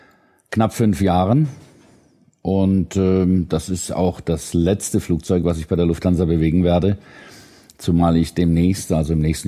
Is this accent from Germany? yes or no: yes; Winnenden, Baden-Württemberg, Germany; also born or lived in Bremen; now in Schorndorf, Germany; Geboren bin ich in Bremen, aufgewachsen bin ich im legendären Winnenden. Da bin ich zur Schule gegangen, dann habe ich in Tübingen studiert.